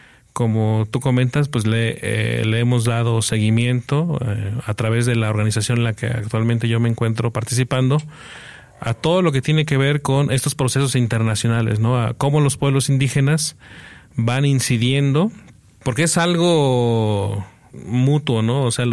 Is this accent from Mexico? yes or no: yes; Guerrero, Mexico; Yo vengo de Guerrero, soy originario del estado de Guerrero.